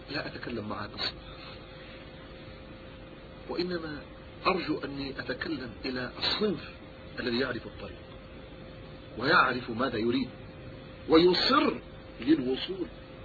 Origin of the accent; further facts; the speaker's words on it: Yemen; وهناك نكتة عندنا في اليمن